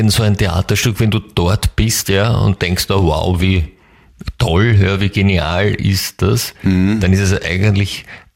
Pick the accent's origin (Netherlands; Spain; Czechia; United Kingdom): United Kingdom; England; German is a second language; Aber als Engländer.